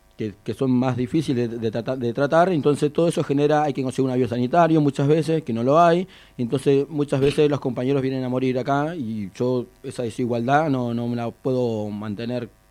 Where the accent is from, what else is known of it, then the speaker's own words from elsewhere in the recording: Comodoro Rivadavia, Chubut, Argentina; Yo soy nacido y criado en Comodoro Rivadavia, desde que nací vivo en el mismo barrio